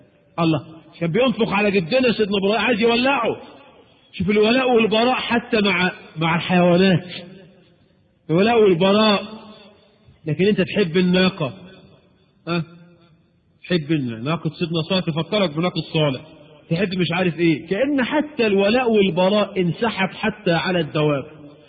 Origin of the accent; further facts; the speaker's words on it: Egypt; وبعض الشواذ عندنا في مصر